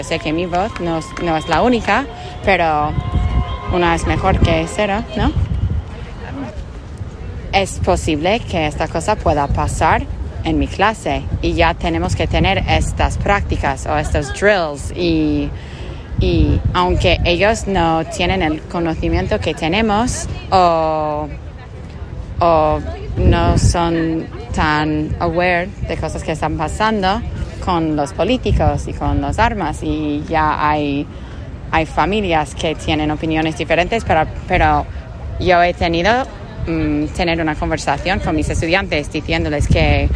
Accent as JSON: {"language": "Spanish", "town": "Sacramento", "region": "California", "country": "United States", "said": "Yo soy de Sacramento, pero yo trabajo en una escuela de doble inmersión de quinto grado en Alpine también, bueno, al lado de él."}